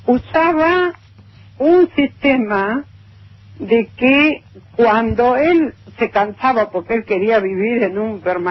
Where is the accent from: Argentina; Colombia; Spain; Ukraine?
Spain; Galicia; moved away; somos emigrantes, éramos gallegos.